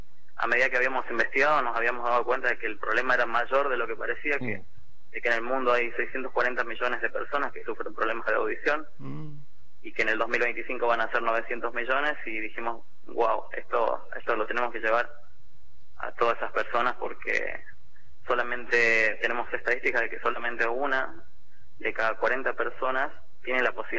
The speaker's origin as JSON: {"language": "Spanish", "town": "La Quiaca", "region": "Jujuy", "country": "Argentina", "said": "Sí, mirá, yo soy de La Quiaca."}